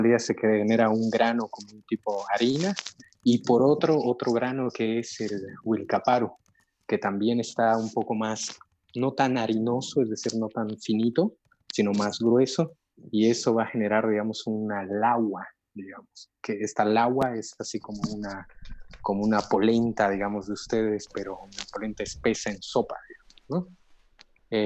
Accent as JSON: {"language": "Spanish", "region": "Potosí", "country": "Bolivia", "lives_now": "Santa Cruz, Bolivia", "said": "Desde mi lado, desde el lado de acá de Santa Cruz, una receta muy potosina de mi parte, porque yo soy potosino."}